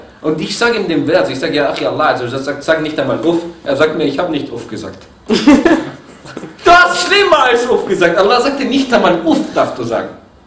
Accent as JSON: {"language": "German", "country": "Egypt", "said": "Ich bin Ägypter, du bist Ägypter."}